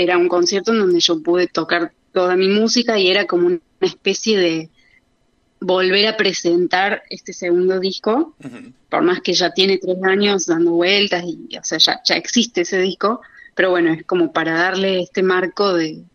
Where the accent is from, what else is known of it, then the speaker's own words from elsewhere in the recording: Córdoba, Argentina; now in Buenos Aires, Argentina; yo también soy de Córdoba capital originalmente